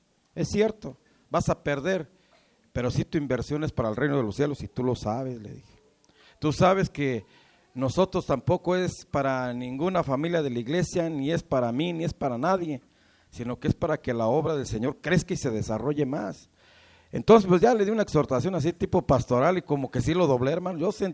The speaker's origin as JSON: {"language": "Spanish", "country": "Mexico", "said": "No olvidar nuestras raíces como mexicanos, yo creo que eso no se olvida jamás, ¿verdad?"}